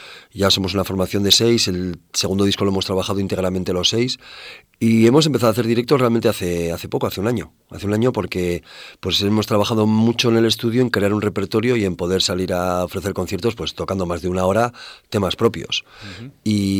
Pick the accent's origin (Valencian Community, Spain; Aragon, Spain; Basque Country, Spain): Basque Country, Spain; Bilbao; also born or lived in Madrid; vengo de Bilbao, pero vamos, yo he vivido en Madrid 12 años y es mi segunda ciudad, ¿eh? O sea que me siento muy en casa.